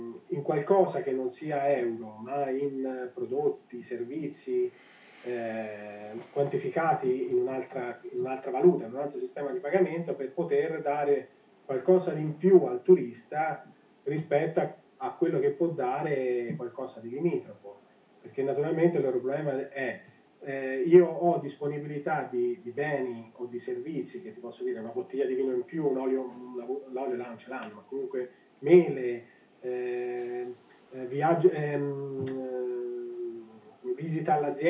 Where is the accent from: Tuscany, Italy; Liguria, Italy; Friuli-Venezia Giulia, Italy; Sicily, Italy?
Tuscany, Italy; Montecarlo; qui ad Alto Pascio, io sono di Monte Carlo